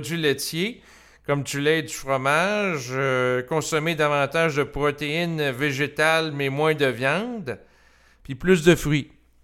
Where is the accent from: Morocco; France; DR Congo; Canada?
Canada; Entre autres au Canada, parce que je suis Canadien.